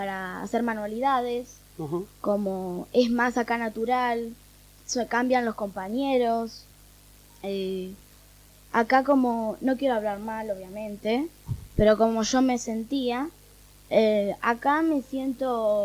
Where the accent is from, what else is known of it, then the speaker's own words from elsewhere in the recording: Buenos Aires, Argentina; born there; now in Capilla del Monte, Argentina; Sí, nací en Buenos Aires.